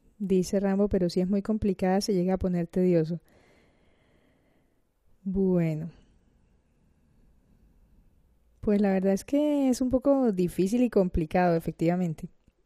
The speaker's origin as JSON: {"language": "Spanish", "town": "Cartagena", "region": "Bolívar", "country": "Colombia", "lives_now": "Granada, Spain", "said": "cartagenera de Indias en Granada, España."}